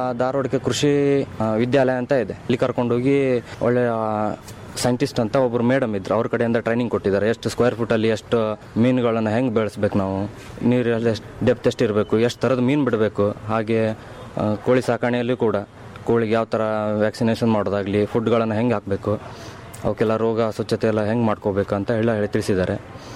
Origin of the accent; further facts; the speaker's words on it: Indur, Karnataka, India; ನಮ್ಮೂರು ಈ ಮುಂಡಗೋಡು ಹತ್ರ ಹಳ್ಳಿ ಇಂದೂರು.